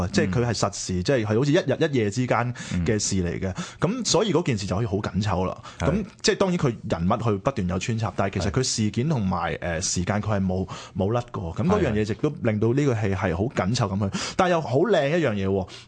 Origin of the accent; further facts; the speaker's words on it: Hong Kong; 即係最有趣就係我哋香港人睇呢個戲，我哋覺得好香港